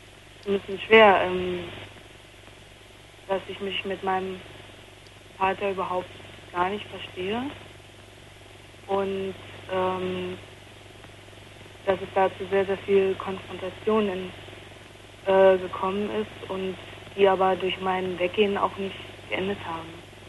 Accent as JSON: {"language": "German", "town": "Potsdam", "region": "Brandenburg", "country": "Germany", "also_born_or_lived": "North Rhine-Westphalia", "moved": "yes", "said": "ich komme eigentlich eben aus Potsdam und bin nach Nordrhein-Westfalen und da habe ich dann noch halt ein halbes Jahr ungefähr noch weiter da gewohnt, also habe mir da eine Wohnung genommen, also ein Zimmer in der WG"}